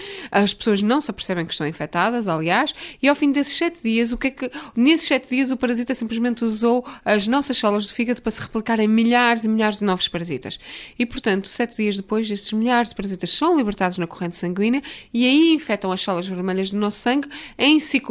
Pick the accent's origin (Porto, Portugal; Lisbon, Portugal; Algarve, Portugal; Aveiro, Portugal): Porto, Portugal; Vila Nova de Gaia; Sou originalmente de Vila Nova de Gaia, junto ao Porto.